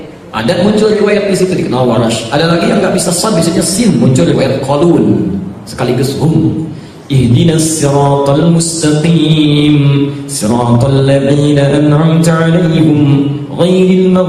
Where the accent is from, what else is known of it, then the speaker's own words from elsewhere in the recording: Jakarta, Indonesia; Kita orang Betawi belajarnya ke situ ya.